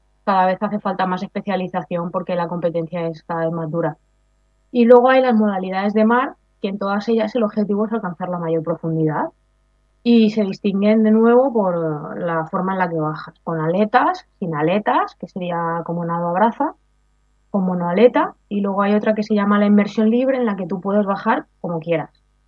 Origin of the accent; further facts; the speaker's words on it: Spain; en apnea estática sí que soy la española que más tiempo aguanta la respiración